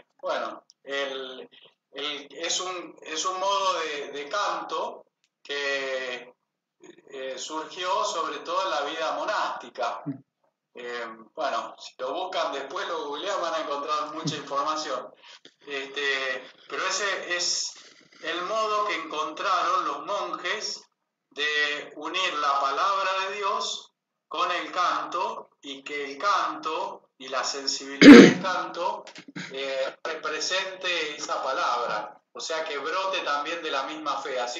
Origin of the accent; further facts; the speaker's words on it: Las Parejas, Santa Fe, Argentina; born there; also born or lived in Ledesma; Yo nací en Las Parejas, Santa Fe, porque mamá tenía un médico amigo de confianza que era su partero